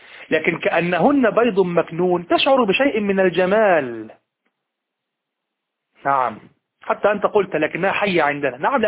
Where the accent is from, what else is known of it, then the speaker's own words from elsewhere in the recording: Egypt; كلمة مبتذلة في الشارع عندنا في مصر